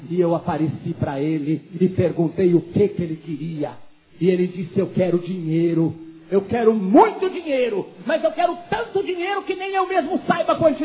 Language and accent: Portuguese; Caxias do Sul, Rio Grande do Sul, Brazil; born there; O meu avô foi um dos homens mais ricos de Caxias do Sul, no Rio Grande do Sul, onde eu nasci.